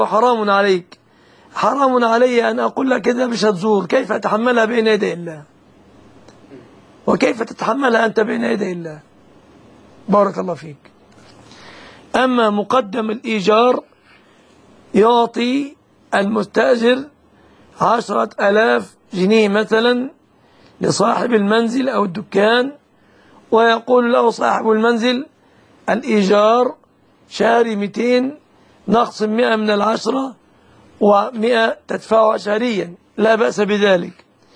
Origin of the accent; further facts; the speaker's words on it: Egypt; الخلو عندنا في مصر في أغلب البلاد